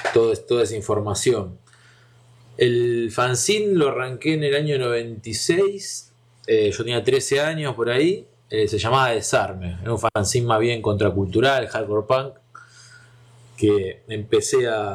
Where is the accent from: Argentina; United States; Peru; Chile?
Argentina; Rosario, Santa Fe; de Rosario, Argentina.